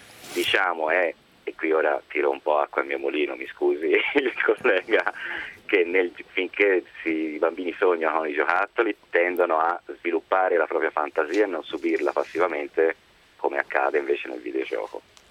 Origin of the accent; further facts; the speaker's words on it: Florence, Tuscany, Italy; io sono fiorentino